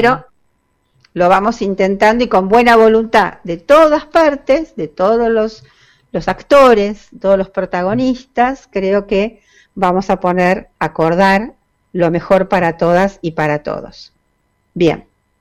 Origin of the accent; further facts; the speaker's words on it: Buenos Aires, Argentina; Nosotros como porteños, o inclusive nuestros amigos del conurbano, venían temprano